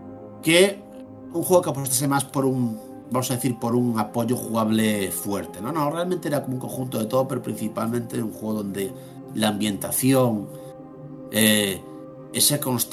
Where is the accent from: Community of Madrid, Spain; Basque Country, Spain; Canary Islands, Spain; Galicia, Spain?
Galicia, Spain; pero teníamos que decirlo porque somos gallegos